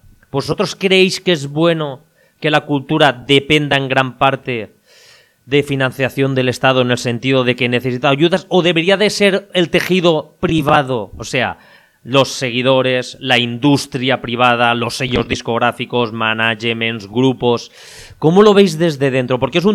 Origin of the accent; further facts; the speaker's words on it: Spain; por lo menos en lo que somos los españoles